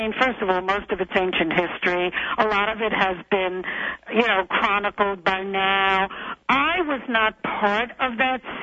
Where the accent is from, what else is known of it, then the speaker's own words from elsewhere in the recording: New York City, New York, United States; I come from New York City, and I snuck out of my house when I was 12 to go see jazz musicians. So I was a pretty sophisticated girl by the time I met these guys.